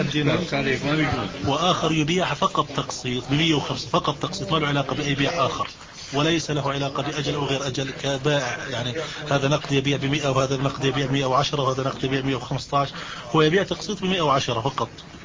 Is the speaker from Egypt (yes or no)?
no; Kuwait; لا، أصلي من الكويت.